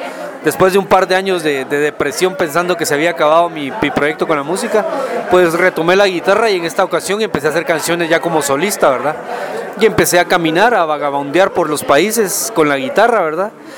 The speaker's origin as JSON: {"language": "Spanish", "town": "Guatemala City", "region": "Guatemala Department", "country": "Guatemala", "tie": "born there", "said": "Yo nací en Guatemala, en la capital de Guatemala, en el Hospital Nacional, digamos, de allá. Y pues, pues ahí me tocó ser centroamericano"}